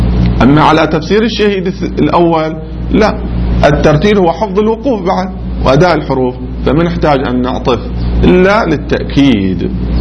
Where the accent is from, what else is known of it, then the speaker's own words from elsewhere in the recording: Qatif, Eastern Province, Saudi Arabia; الذين مو عندنا في القطيف ناس يقولوا صراط الذين